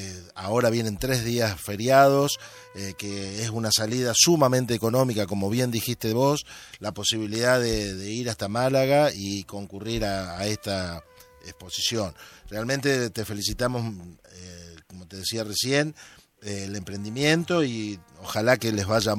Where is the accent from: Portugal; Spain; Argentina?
Argentina; estas cosas nos pone orgulloso como argentinos